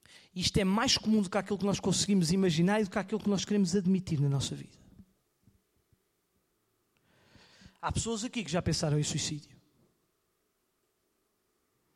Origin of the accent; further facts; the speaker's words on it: Coimbra, Portugal; Os irmãos entendem, eu cresci em Coimbra, mas eu não me sentia seguro.